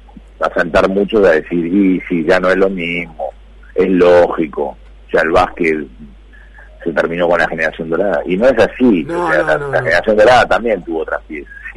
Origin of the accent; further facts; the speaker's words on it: Argentina; porque somos argentinos y queremos que en Río tengamos más presencia.